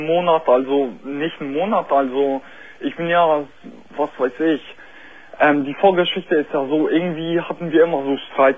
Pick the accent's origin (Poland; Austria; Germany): Poland; Nein, ich bin jetzt, also ich bin Pole, also halb Pole, halb Russe.